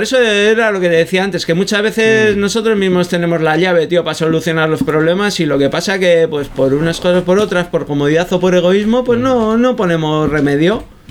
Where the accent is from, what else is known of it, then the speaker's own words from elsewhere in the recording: Bilbao, Basque Country, Spain; yo que soy bilbaíno, me he criado entre Uribarri y Las Cortes, y que era donde tenía mi aita, el taller